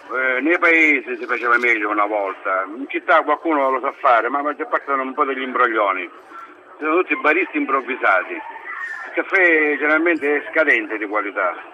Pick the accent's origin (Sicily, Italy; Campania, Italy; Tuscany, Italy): Sicily, Italy; Catania; Io sono di Catania, però in questo momento sono sul traghetto da Villa San Giovanni a Messina.